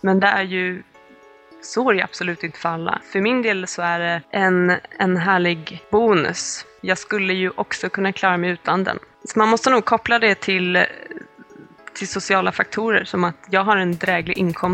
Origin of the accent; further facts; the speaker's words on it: Sweden; Jag som svensk medelklass, jag har liksom alla de här trappstegen, de är redan liksom täckta för mig.